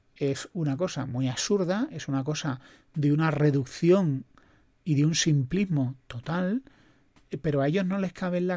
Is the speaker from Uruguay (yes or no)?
no; Spain; como español